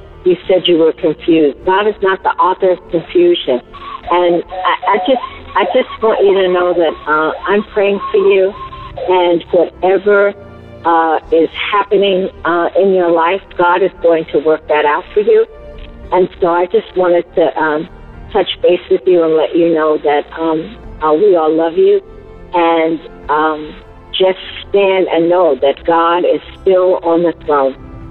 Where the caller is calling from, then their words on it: Pennsylvania, United States; I'm calling from the Poconos in Pennsylvania.